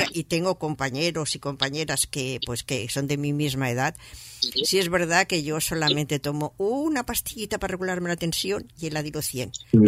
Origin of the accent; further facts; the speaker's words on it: Barcelona, Catalonia, Spain; born there; yo nací en Barcelona, ahí en la Plaza Cataluña, así, después de la posguerra